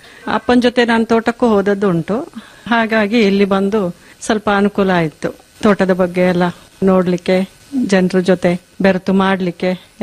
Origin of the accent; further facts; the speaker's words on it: Kambibane, Karnataka, India; ನನ್ನ ತವರು ಮನೆ ಸುಂಟಿಕೊಪ್ಪನಾಡು ಕಂಬಿಬಾಣೆ ಅಂತ ಹೇಳುವಂತ ಗ್ರಾಮ.